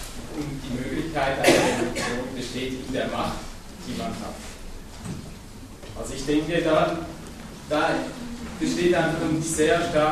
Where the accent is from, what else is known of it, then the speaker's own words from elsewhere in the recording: Switzerland; ich komme ja aus der Schweiz